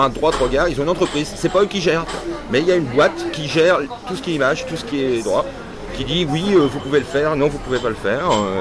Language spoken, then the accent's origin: French; Dieppe, Normandy, France; j'ai grandi en Normandie